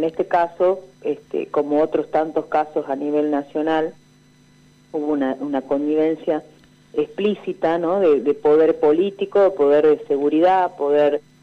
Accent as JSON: {"language": "Spanish", "town": "Tartagal", "region": "Salta", "country": "Argentina", "tie": "born or raised there", "said": "Yo soy de Tartagal, nacida y criada la mitad de mi vida en Tartagal, provincia de Salta, que estamos a 50 kilómetros de la frontera."}